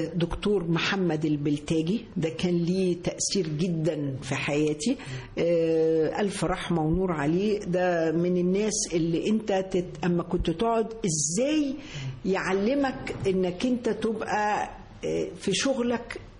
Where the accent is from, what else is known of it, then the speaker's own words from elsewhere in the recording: Egypt; زي التاريخ عندنا في مصر، أنت في مصر عندك تاريخ مش عند حد